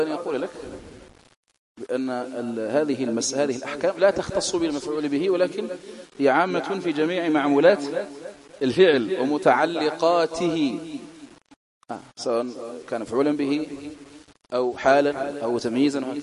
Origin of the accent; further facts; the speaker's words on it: Algeria; accent: Algerian Arabic; هذا من الأساليب العربية التي بقيت في دارجتنا الجزائرية